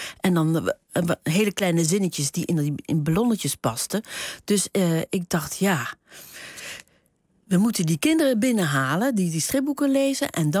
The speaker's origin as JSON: {"language": "Dutch", "town": "Huissen", "region": "Gelderland", "country": "Netherlands", "tie": "born or raised there", "said": "ik kom uit Huissen. Ik ben geboren in Huissen. Dat ligt tussen Arnhem en Nijmegen in de Betuwe. En daar spraken ze vroeger, nog in mijn tijd, ook over Betuws. Dat is echt een streektaal."}